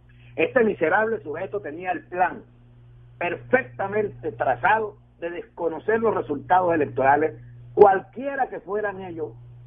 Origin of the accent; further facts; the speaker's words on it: Venezuela; como venezolano exijo que el gobierno bolivariano aclare en campaña